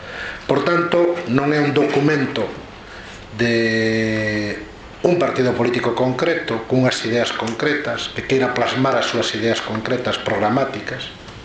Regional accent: Ourense, Galicia, Spain; como ourensán

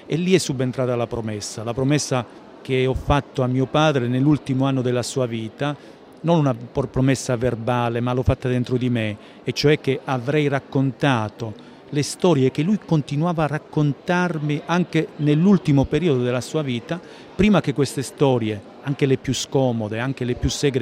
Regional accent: Calabria, Italy; una collina dell'Alto Crotonese che si trova tra Cirò Marina e il mio paese d'origine, quindi una collina che si affaccia sullo Ionio, che io ho visto, si può dire, da sempre.

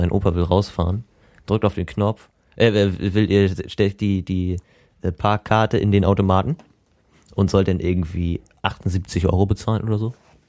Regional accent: Northern Germany, Germany; Wir bauen stabil, wir sind Norddeutsche.

